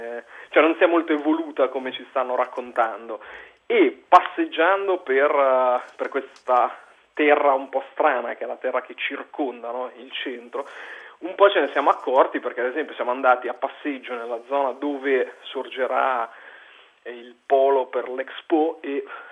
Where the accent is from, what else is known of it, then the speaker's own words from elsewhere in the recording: Ancona, Marche, Italy; now in Milan, Italy; io non sono milanese di nascita perché vengo da Ancona, ma sono ormai milanese da 13 anni, quindi conosco la città